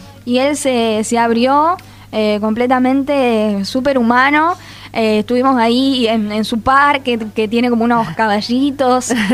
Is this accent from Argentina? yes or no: yes; Buenos Aires, Argentina; Entonces son como mi faro, mi guía, para mí que soy porteña.